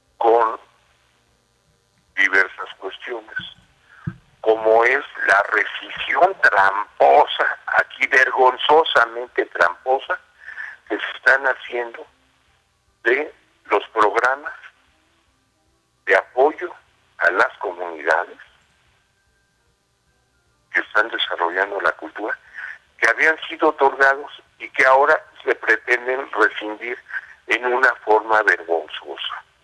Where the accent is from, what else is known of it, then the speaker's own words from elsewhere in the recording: Mexico; Si queremos seguir siendo mexicanos, tendremos que defender la cultura.